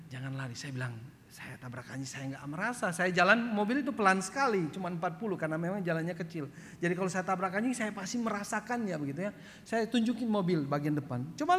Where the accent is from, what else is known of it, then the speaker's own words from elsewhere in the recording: East Nusa Tenggara, Indonesia; Saya juga orang timur. Saya orang Flores